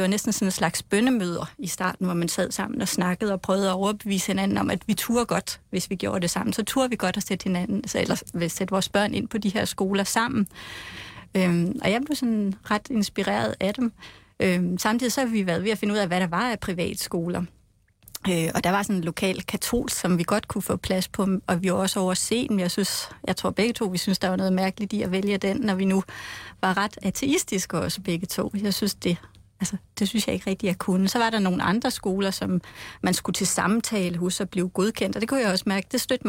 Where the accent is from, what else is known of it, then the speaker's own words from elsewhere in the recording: Frederikshavn, North Denmark Region, Denmark; jeg kommer fra Frederikshavn, og jeg er selv gået i folkeskole